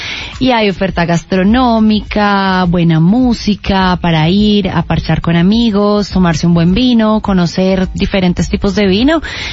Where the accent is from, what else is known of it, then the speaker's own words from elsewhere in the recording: Medellín, Antioquia, Colombia; now in Bogotá, Colombia; yo que vivo acá en Bogotá hace 4 años y soy de Medellín